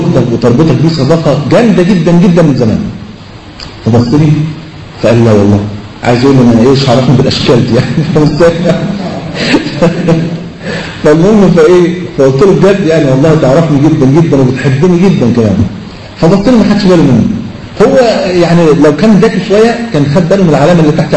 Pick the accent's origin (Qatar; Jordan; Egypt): Egypt; فلقيت مطرب من اشهر المطربين عندنا في مصر